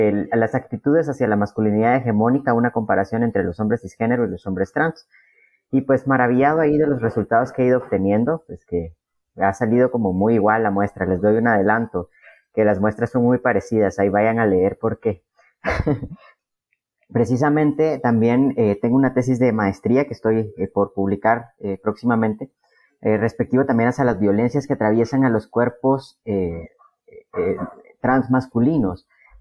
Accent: Guatemala; de Guatemala. Soy activista también por las disidencias sexogenéricas. Soy un hombre trans.

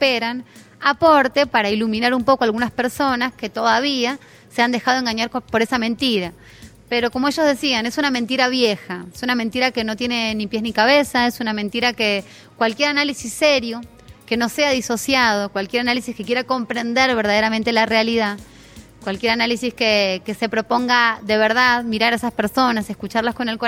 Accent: Argentina; now in Venezuela; yo como comunicadora, como argentina residente en Venezuela

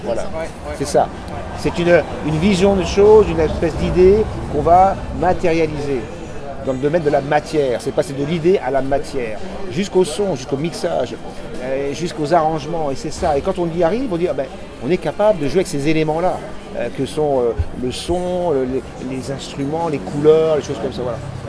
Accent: France; moi, je suis français 100%

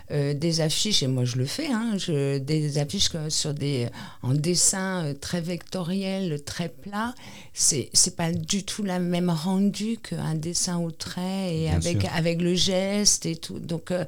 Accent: Nouvelle-Aquitaine, France; Ici, c'est vraiment, voilà, on est basque, on perpétue les chants, la langue

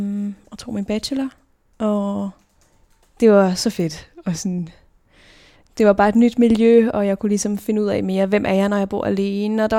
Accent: Roskilde, Zealand, Denmark; jeg er født og opvokset i Roskilde.

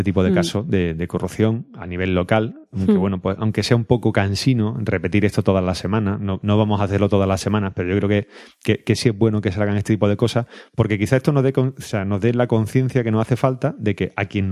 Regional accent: Córdoba, Andalusia, Spain; somos de Córdoba, vivimos en Córdoba y esto nos pilla muy cercano

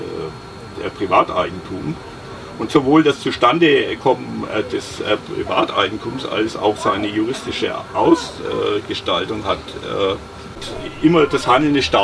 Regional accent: Bavaria, Germany; In der bayerischen Provinz, da wo ich herkomme, ist der Quadratmeterpreis für 21 Euro.

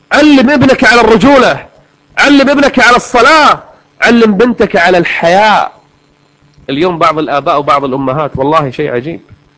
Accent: Kuwait; حنا عندنا في الكويت البوية البنت المسترجلة، كل واحد له لغته ولهجته

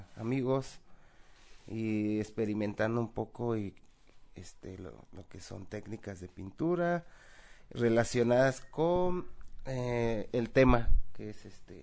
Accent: Veracruz, Mexico; soy del estado de Veracruz, aquí de visita en el Ocupaché

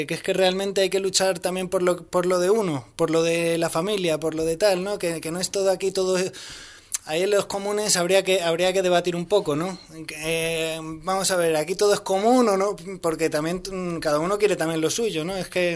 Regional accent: Community of Madrid, Spain; yo soy de aquí, de la Sierra de Madrid, que tampoco soy de una familia campesina, yo no soy de familia campesina

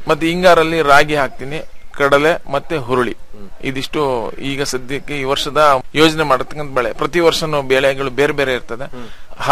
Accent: Shribidre, Karnataka, India; ನಂದು ಶ್ರೀಬಿದ್ರೆ ಅಂತ ಹೇಳ್ಬಿಟ್ಟು, ಕಡೂರು ತಾಲೂಕು, ಸಕರೆಪಟ್ಟಣ ಹೋಬಳಿ.

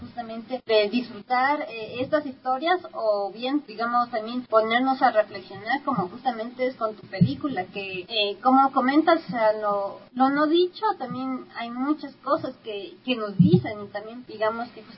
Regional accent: Ecuador; como nosotros, como ecuatorianos

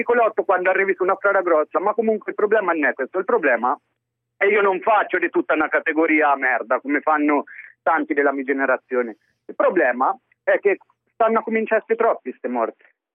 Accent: Naples, Campania, Italy; Allora, in merito alla situazione di Napoli, io sono di Napoli.

